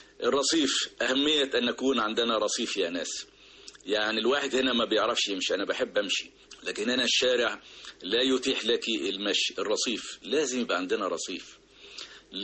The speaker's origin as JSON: {"language": "Arabic", "country": "Egypt", "said": "ويا رب تبقى الأفكار نافعة لأحسن بلد في الدنيا بلدنا مصر"}